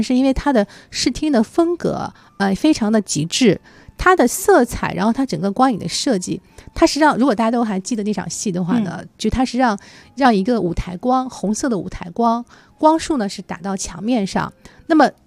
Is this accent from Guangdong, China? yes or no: no; Shanghai, China; 因为我们上海人很多人是吃这个长大的